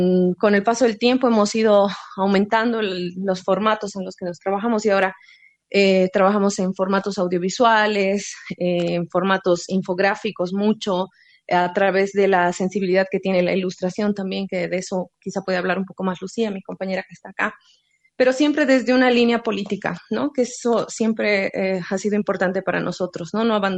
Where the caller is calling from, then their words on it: Cochabamba, Bolivia; de La Pulga. En primera instancia, bien agradecida, ¿no? Desde Cochabamba